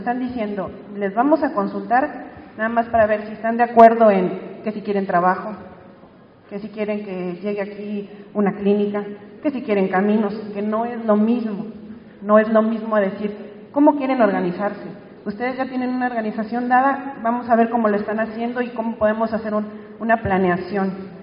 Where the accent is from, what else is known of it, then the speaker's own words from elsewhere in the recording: San Luis Potosí, Mexico; porque yo, aunque soy de San Luis Potosí, no estoy en viviendo en Cerro de San Pedro.